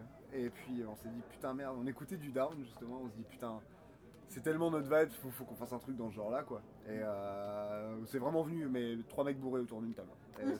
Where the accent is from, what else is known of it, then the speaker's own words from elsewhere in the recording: Caen, Normandy, France; on est de Caen.